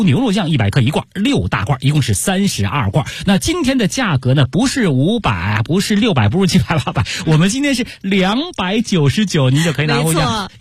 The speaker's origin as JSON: {"language": "Chinese", "region": "Beijing", "country": "China", "said": "我们北京人"}